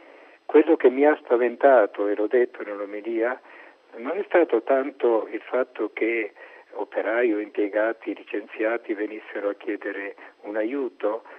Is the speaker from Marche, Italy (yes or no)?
yes; Marche, Italy; also born or lived in Rome; io sono marchigiano di origine, sono vissuto più di 30 anni a Roma, ho fatto il parroco a Roma